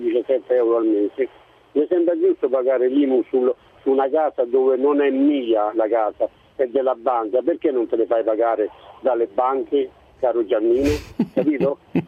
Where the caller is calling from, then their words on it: Rome, Lazio, Italy; Sono da Roma, sono un artigiano